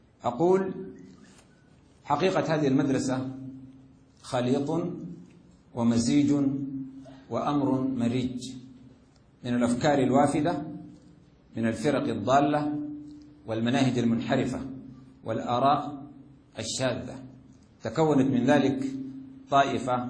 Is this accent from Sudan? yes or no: yes; Sudan; وأنا أرى هذا بظهور أو بوضوح في بلدي السودان